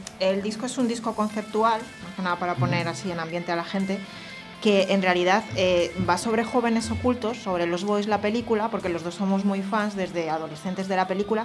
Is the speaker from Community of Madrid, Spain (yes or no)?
yes; Madrid, Community of Madrid, Spain; now in Zaragoza, Spain; Yo soy de Madrid.